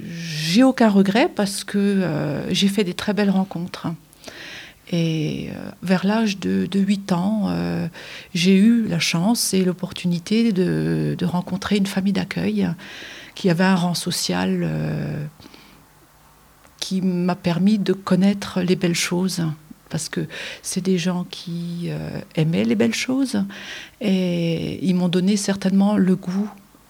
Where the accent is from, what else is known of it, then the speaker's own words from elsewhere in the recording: Colmar, Grand Est, France; Alors, je suis originaire de Colmar.